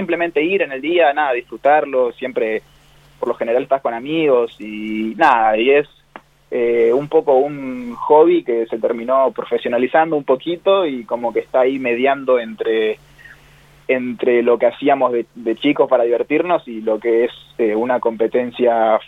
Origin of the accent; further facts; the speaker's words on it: Realicó, La Pampa, Argentina; yo soy de Relicó, que tiene 10.000 habitantes, y por ahí, al ser un pueblo tan chico, como que tiene mucho eso de sentido de pertenencia, ¿no?